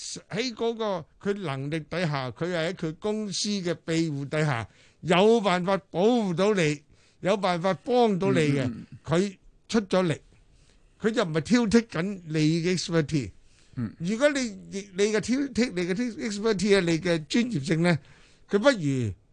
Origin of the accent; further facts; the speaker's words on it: China; 尤其我系国人啊，我系中国人啊